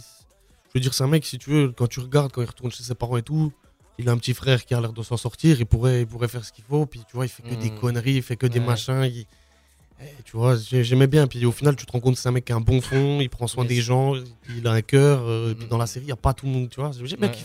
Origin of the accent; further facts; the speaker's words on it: Besançon, Bourgogne-Franche-Comté, France; born there; now in Vesoul, France; Je suis né à Besançon, puis je suis à Vesoul.